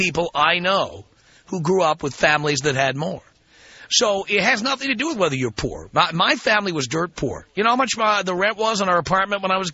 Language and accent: English; New York City, New York, United States; I grew up in the South Bronx in a one-bedroom apartment with three siblings. And so four of us shared a bedroom.